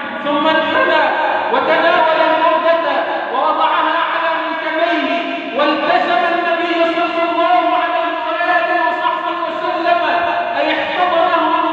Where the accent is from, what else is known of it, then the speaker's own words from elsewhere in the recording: Egypt; اللهم اجعل بلدنا مصر أمنا أمانا